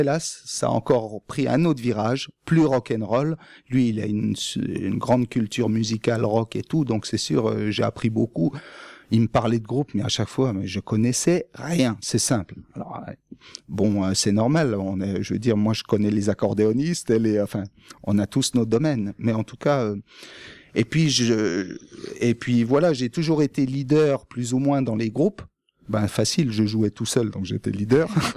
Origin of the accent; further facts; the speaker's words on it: Grand Est, France; Il est de Brest, moi, je suis des Vosges, donc on est opposés.